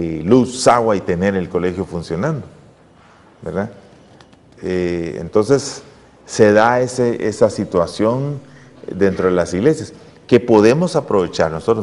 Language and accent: Spanish; Guatemala; yo soy chapín, hermanos, ¿verdad? ¿Ya? Yo soy chapín.